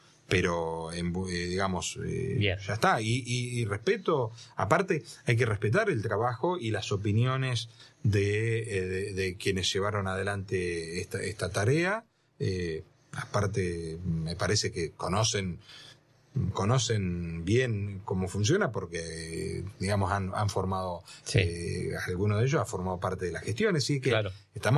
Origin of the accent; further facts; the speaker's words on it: Tres Arroyos, Buenos Aires Province, Argentina; now in Bahía Blanca, Argentina; Terminé el secundario en Tres Arroyos, donde nací, donde... gran parte de mi familia también estaba allá. Ajá. Era una familia de Tres Arroyos que se radicó porque mi papá era el médico del pueblo.